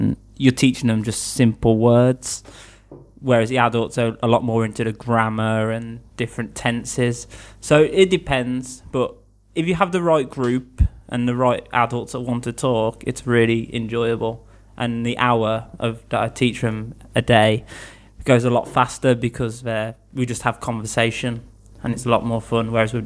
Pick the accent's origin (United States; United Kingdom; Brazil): United Kingdom; Birmingham, West Midlands; I'm 22 years old. I come from Birmingham, which is in the middle of England. It's actually the second biggest city in England.